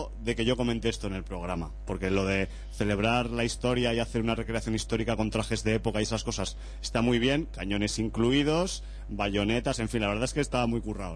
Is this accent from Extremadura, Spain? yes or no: no; Zaragoza, Aragon, Spain; está mal que lo diga yo porque soy de Zaragoza